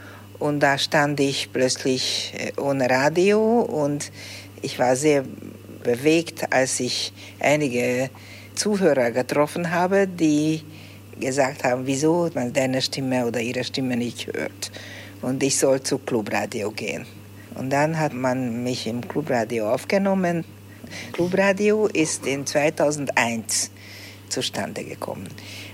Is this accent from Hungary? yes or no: yes; Budapest, Hungary; Ich bin in Budapest aufgewachsen, immer in derselben Wohnung gelebt, von meinem 2. Lebensjahr. Und ich bin ein wirklicher Budapester, glaube ich, eine Budapesterin.